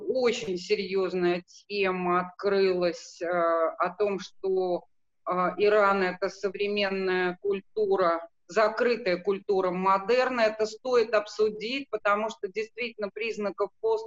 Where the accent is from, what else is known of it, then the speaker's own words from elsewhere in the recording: Armenia; Ну, это самое, выступлю как вульгарная армянка, Да, замечу, что, конечно, и тут мы отметились